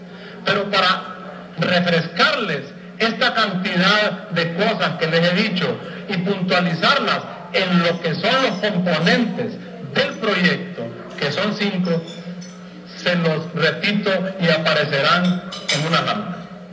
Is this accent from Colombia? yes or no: no; Honduras; y da pena como hondureño, desde el año 89 en el mapa de América solo dos países no tienen estadísticas vitales